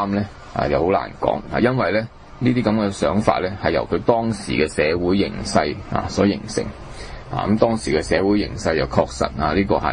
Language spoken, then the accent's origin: Cantonese; China; 同我哋中國人